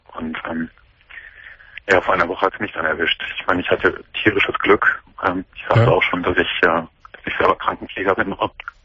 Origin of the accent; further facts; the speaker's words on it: Cologne, North Rhine-Westphalia, Germany; ich komme aus Köln